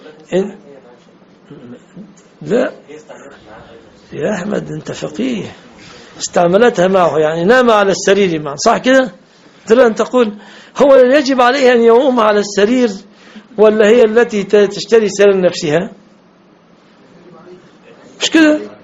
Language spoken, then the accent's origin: Arabic; Egypt; لان صداق المرأة تمثل في عفش ومؤخر وشبكة في بلادنا مصر